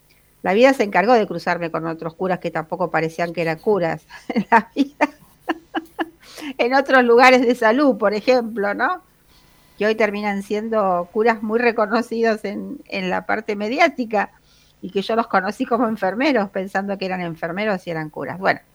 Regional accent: Buenos Aires, Argentina; yo soy del barrio de Coghlan, y esto sucedió aquí muy cerca

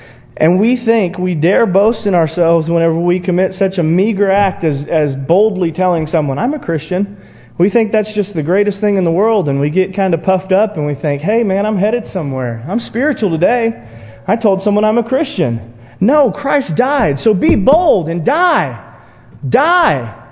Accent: United States; because that's who I am. I'm an American.

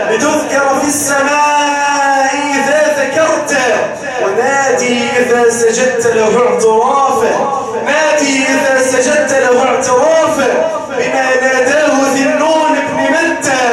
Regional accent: Mansoura, Dakahlia, Egypt; والله عندنا في المنصورة ما في يوم يمر علينا في قريتي

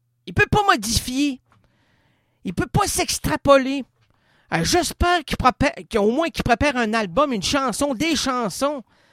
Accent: Quebec, Canada; je suis un Québécois, et je suis peiné de voir que le Québec te ferme.

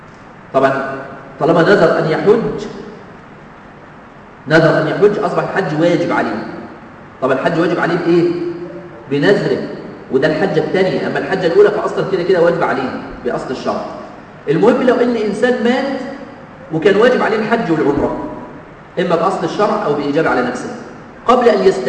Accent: Egypt; لازم أطلع النائب عني من بلدي أنا من مصر

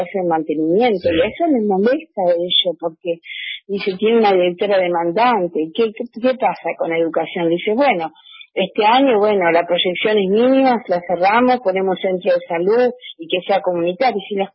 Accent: San Antonio Este, Río Negro, Argentina; Yo vengo de San Antonio Este, de la zona atlántica, del lado de Viedma

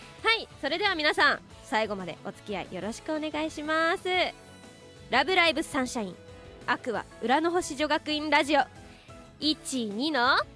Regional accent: Tochigi, Japan; also born or lived in Kanagawa; 22歳でございます。そしてですね、出身地が、生まれは神奈川なんですけど育ちが栃木で、高校1年生まで栃木に住んでてっていう感じなんですけど、まあ約10年大事な時期を栃木で過ごしましたので、栃木県出身ということにさせていただいてます。

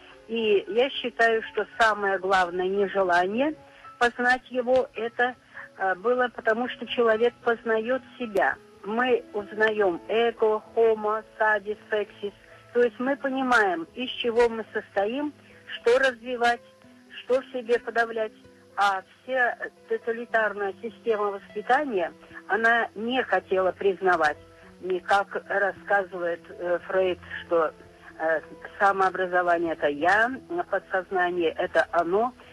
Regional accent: Yaroslavl, Yaroslavl Oblast, Russia; Сама я из Ярославля, у нас была 34-я школа

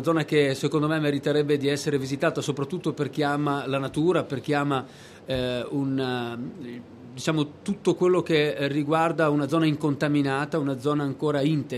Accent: Verona, Veneto, Italy; now in Abruzzo, Italy; Io appunto sono veronese, sono in Abruzzo da ormai 10 anni, proprio nella zona della montagna, la zona proprio davanti tra il Parco del Gran Sasso e il Parco della Maiella

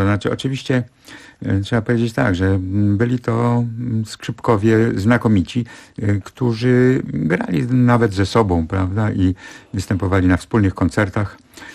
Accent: Gdańsk, Pomeranian Voivodeship, Poland; ja cały czas czuję się gdańszczaninem. W końcu w Gdańsku się urodziłem, w Gdańsku się wykształciłem. Do Gdańska regularnie przyjeżdżam.

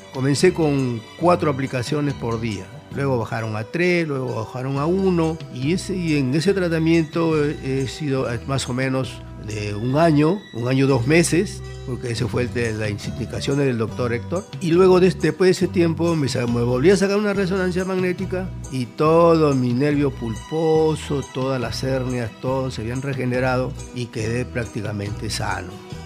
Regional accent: Lima, Peru; Yo vengo del distrito de Comas.

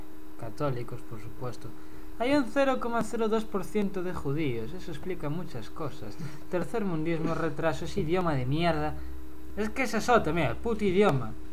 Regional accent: Vigo, Galicia, Spain; Vengo de Vigo, no hay sitio donde peor se conduzca.

